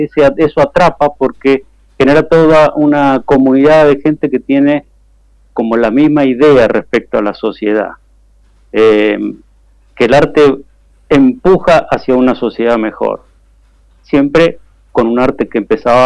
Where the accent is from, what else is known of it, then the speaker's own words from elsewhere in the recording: Buenos Aires, Argentina; Yo soy oriundo de Capital Federal, yo soy de los queridos porteños, digamos.